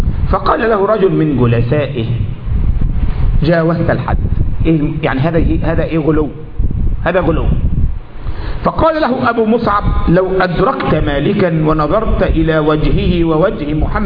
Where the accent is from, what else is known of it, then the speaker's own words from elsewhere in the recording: Egypt; من متقني القراءات عندنا في مصر